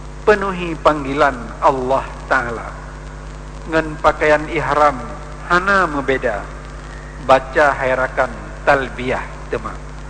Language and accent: Indonesian; Aceh, Indonesia; Karena kita Aceh ke lebih dekat, murah sedikit dari orang di Sulawesi sana, ya.